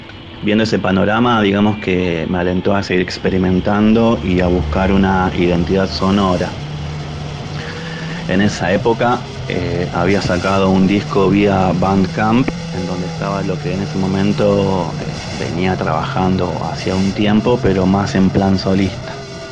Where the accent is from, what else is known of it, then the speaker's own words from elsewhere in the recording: Mar del Plata, Buenos Aires Province, Argentina; now in Córdoba, Argentina; Vengo de Mar del Plata. Y los primeros días que estuve en Córdoba